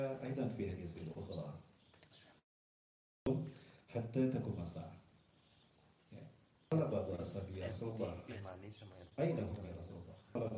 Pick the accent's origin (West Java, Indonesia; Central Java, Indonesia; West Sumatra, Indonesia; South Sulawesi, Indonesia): West Java, Indonesia; Bandung; also born or lived in Cimahi; Saya orang Bandung dan ayah saya. Bahasa Tepanarugu. SD, SMP, saya di Cimahi.